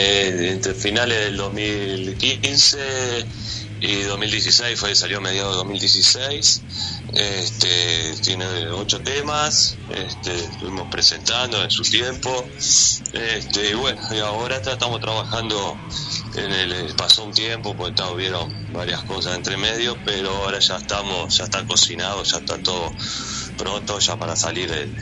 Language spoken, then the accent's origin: Spanish; Montevideo, Uruguay; Somos de Montevideo.